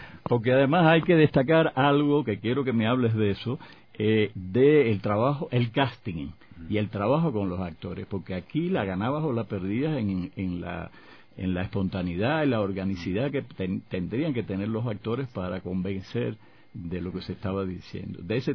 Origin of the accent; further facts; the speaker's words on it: Cuba; éramos dos extranjeros dentro del, estaba el colombiano y estaba yo como cubano